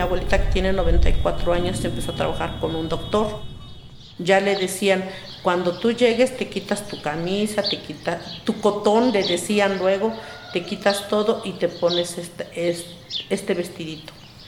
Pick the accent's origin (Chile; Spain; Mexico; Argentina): Mexico; San Antonio Cacalotepec, Oaxaca; Soy originaria de San Antonio, Cacalotepec. Mis padres nacieron aquí, mis abuelos son de aquí.